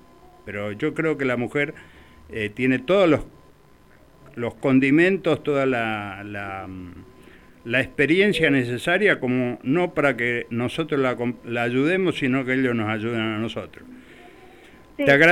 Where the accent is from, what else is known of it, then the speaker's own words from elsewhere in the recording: Paraguay; lo que están haciendo, por ejemplo, en mi país, en Paraguay